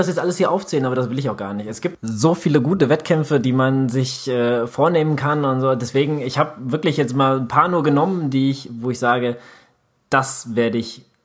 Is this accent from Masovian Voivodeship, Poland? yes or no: no; Katowice, Silesian Voivodeship, Poland; born there; Katowice ist ja meine Geburtsstadt, und das ist so einer, wo ich sage, ja, ich bin da geboren